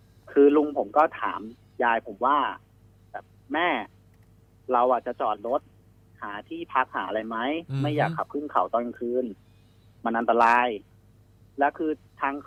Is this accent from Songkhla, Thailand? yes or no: no; Nonthaburi, Thailand; ผมต้องย้อนกลับไปตอนที่ผมเป็นเด็กครับพี่อายุประมาณสัก11 12เนี่ยแหละก็คือผมบ้านอยู่นนทบุรีใช่ไหมครับ